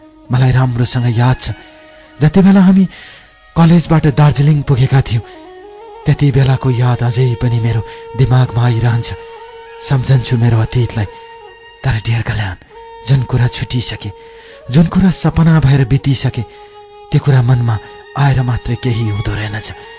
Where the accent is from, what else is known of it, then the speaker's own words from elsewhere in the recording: Solukhumbu, Koshi Province, Nepal; विक्रम सम्बत 2037 सालमा मेरो जन्म सोलु खम्बुमा भएको हो।